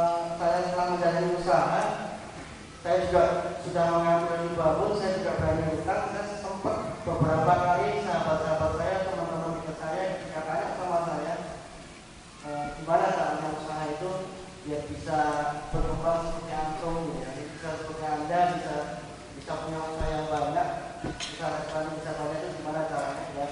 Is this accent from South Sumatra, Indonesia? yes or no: no; Surakarta, Central Java, Indonesia; now in Jakarta, Indonesia; saya orang Solo, tapi sekarang tinggalnya di Jakarta.